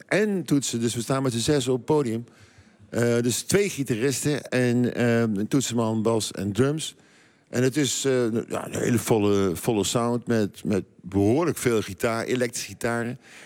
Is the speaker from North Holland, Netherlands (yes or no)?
no; Nijmegen, Gelderland, Netherlands; ik kom uit Heesveld. Dat is eigenlijk zeg maar de nieuwbouwbuurt uit de jaren 50 van Hees.